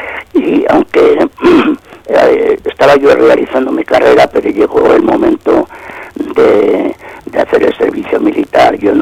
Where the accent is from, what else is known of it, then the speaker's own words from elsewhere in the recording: San Sebastián, Basque Country, Spain; born there; also born or lived in France; nací en San Sebastián en 1945, prácticamente me he dedicado toda mi vida a ser profesor de filosofía, tanto en España como en Francia